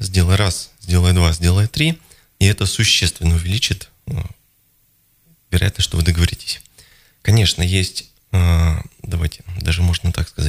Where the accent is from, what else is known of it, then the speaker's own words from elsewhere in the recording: Novosibirsk, Novosibirsk Oblast, Russia; moved away as an adult; also born or lived in Saint Petersburg; now in Moscow, Russia; Я сам из Новосибирска, в общем-то, поэтому я представляю, о чем речь.